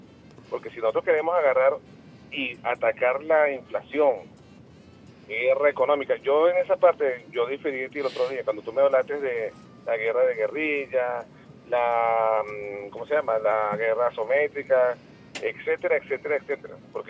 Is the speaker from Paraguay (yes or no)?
no; Venezuela; yo como venezolana